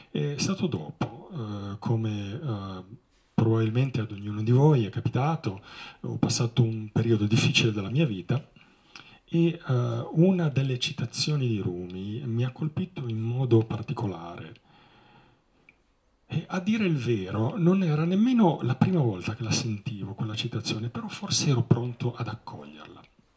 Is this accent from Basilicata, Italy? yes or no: no; Sanremo, Liguria, Italy; moved away; also born or lived in Vancouver, Canada; Sono nato a Sanremo, quindi sono ligure, ho passato la mia gioventù in Liguria, poi sono partito, sono stato circa 22 anni all'estero, gli ultimi 12 li ho passati in Canada, a Vancouver, sono diventato cittadino canadese